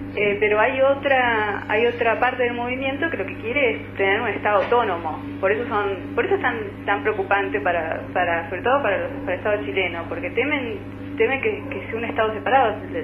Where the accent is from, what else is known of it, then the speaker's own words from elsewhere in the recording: Neuquén, Argentina; yo crecí en Neuquén, viví en la ciudad de Neuquén mucho tiempo, bueno, ahí es también parte del territorio mapuche